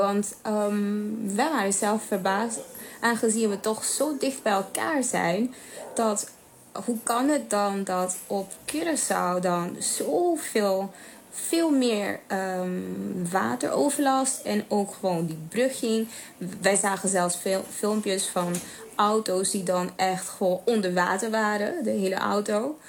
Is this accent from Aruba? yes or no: yes; Aruba; also born or lived in Netherlands; Want toen ik in Nederland woonde, was het altijd wel de vraag. Want als men me vroeg waar ik vandaan kwam en ik zei Aruba